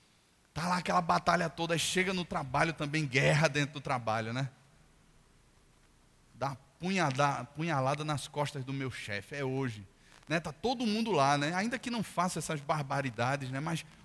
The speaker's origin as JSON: {"language": "Portuguese", "country": "Brazil", "said": "a minha carteira de identidade que diz que eu sou brasileiro"}